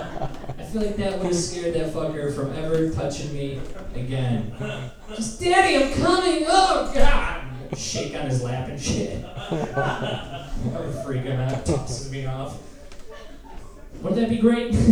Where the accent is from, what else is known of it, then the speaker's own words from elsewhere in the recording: Michigan, United States; Like I grew up woods in Michigan, and I've seen a lot of animals die under various circumstances growing up in the woods.